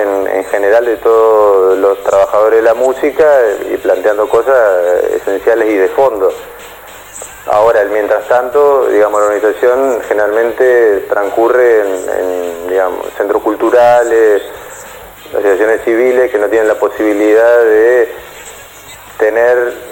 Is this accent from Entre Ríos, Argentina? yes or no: yes; Entre Ríos, Argentina; Yo soy de Entre Ríos